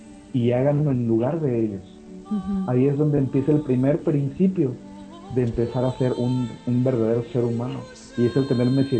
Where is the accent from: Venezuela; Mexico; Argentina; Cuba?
Mexico; Chiapas; now in Monterrey, Mexico; Yo no soy originario de Monterrey, yo soy de Chiapas.